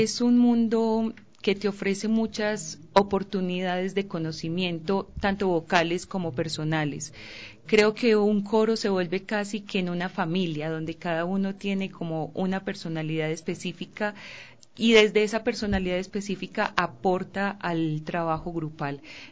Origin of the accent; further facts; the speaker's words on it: Colombia; now in Ecuador; pues para mí que soy colombiana fue una tremenda sorpresa